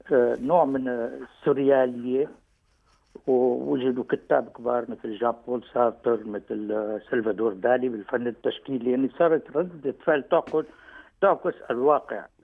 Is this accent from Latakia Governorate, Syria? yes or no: yes; Latakia, Latakia Governorate, Syria; حي الطابيات عندنا في اللاذقية